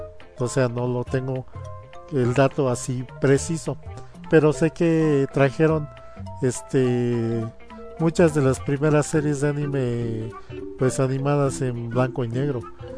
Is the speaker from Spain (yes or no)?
no; Mexico; soy de México, y pues yo tengo la perspectiva de cómo hemos visto el anime en México